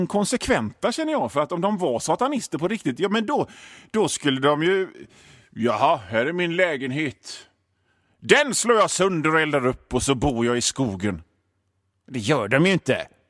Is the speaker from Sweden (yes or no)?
yes; Hönö, Västra Götaland County, Sweden; alla ni gamla öbor som på Hönöcklö, där jag kommer ifrån